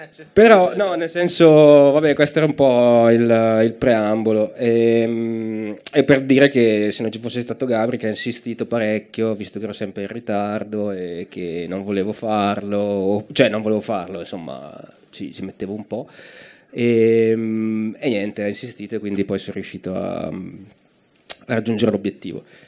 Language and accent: Italian; Brescia, Lombardy, Italy; io sono di Brescia.